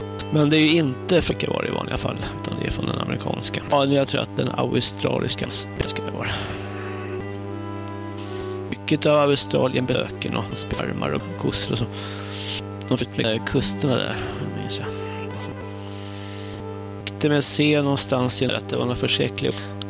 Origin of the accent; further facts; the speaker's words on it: Stockholm, Stockholm County, Sweden; born there; Imorgon är det 60 år sedan jag föddes på SÖS i Stockholm och så.